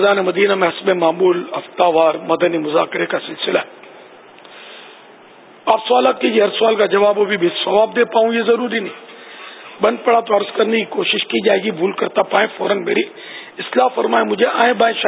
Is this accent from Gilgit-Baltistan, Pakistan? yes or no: no; Karachi, Sindh, Pakistan; born there; تو سر میں باب المدینہ میں پیدا ہوا ہوں،